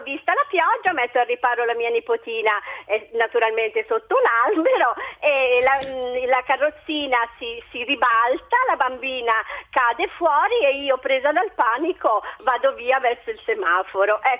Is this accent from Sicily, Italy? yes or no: no; Calabria, Italy; io da buona mamma sono calabrese meridionale